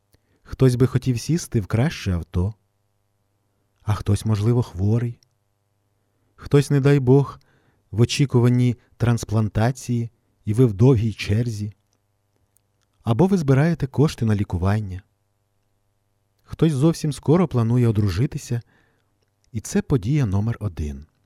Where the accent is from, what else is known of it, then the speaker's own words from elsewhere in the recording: Ostroh, Rivne Oblast, Ukraine; в моєму рідному Острозі